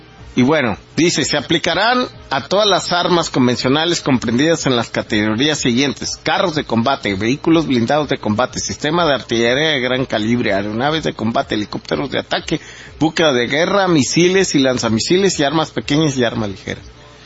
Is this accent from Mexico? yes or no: yes; Mexico; como mexicanos y como personas con integridad